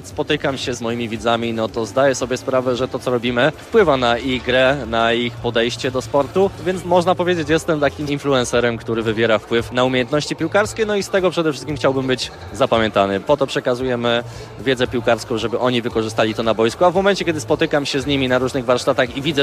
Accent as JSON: {"language": "Polish", "region": "Lesser Poland", "country": "Poland", "tie": "born or raised there", "said": "Jako dzieciak występowałem w lokalnym klubie z swojej wiosce, Hartengobo, że potem przeszedłem do Sandecji Nowy Sącz, bo pochodzę z tamtych stron."}